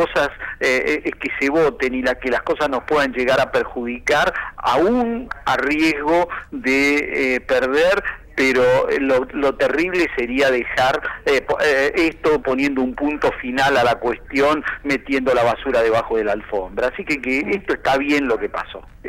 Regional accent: Argentina; Y eso me parece absolutamente ponderable como argentino. No, yo no soy de Chubut, le aviso que no conozco a ninguno de los integrantes del Superior Tribunal.

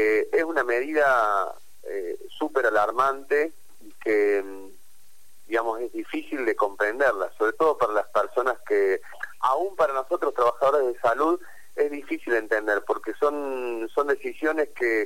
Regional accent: Argentina; que nos enorgullece como argentinos

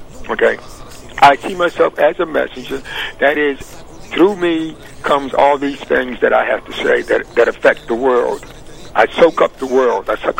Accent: North Carolina, United States; I'm from North Carolina.

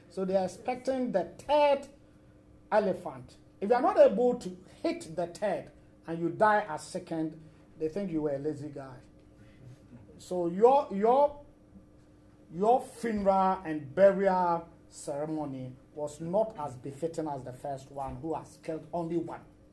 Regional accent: Ashanti, Ghana; I come from Ashanti region.

